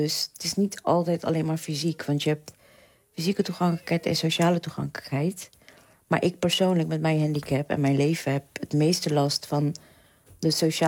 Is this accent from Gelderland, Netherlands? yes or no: no; The Hague, South Holland, Netherlands; now in Delft, Netherlands; Ik ben 39. Ik ben eigenlijk Hagenees, maar ik woon al meer dan 15 jaar in Delft.